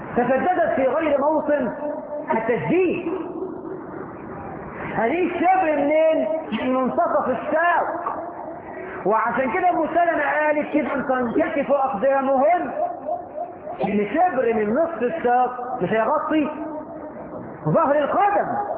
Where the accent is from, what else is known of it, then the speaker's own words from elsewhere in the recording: Egypt; احنا في مصر الدنيا احنا فهمنا حديث النبي المقلوب